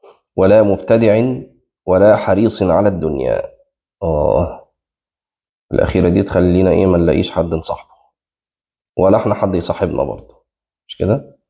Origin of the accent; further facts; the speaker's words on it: Egypt; في مثل عندنا في مصر يعني مشهور